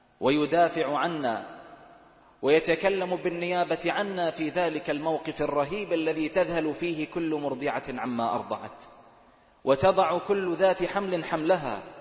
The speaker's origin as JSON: {"language": "Arabic", "country": "Bahrain", "said": "يجزئ عندنا في البحرين صاع من الرز، وهو غالب قوت بلد البحرين"}